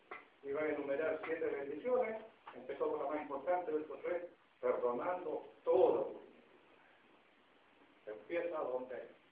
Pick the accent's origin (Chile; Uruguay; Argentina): Chile; Nos caracteriza a nosotros, especialmente como chilenos. Nos caracteriza la mala memoria.